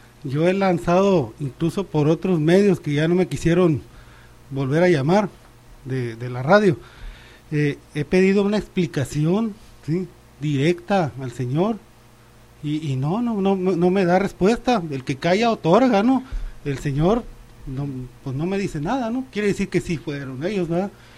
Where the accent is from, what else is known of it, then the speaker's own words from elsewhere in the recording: Ciudad Obregón, Sonora, Mexico; Ellos eran vecinos de mi infancia allá en Ciudad Obregón. Yo soy de Ciudad Obregón.